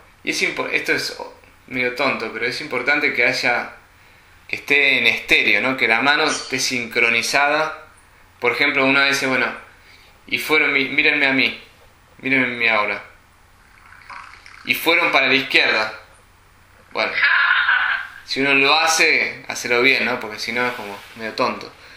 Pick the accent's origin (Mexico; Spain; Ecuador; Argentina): Argentina; En general, los argentinos usamos más las manos que los americanos. Somos medio italianos, ¿no?